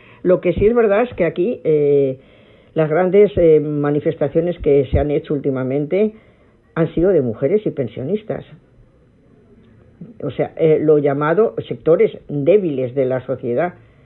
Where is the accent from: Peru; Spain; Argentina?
Spain; now in Madrid, Spain; yo soy español, como si los demás no lo fuéramos